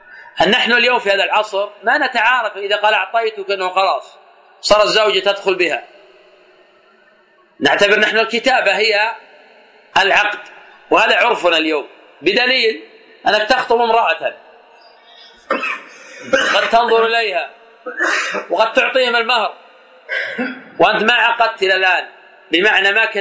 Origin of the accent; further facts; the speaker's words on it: Najd, Saudi Arabia; كما يفعل الآن بعض الناس في عادة عندنا في نجد